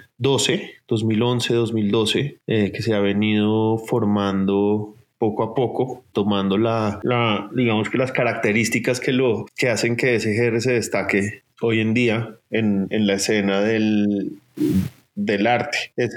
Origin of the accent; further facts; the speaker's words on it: Bogotá, Colombia; Tengo 35 años. Soy arquitecto de la Universidad de los Andes. Nací en Bogotá, donde he vivido toda mi vida.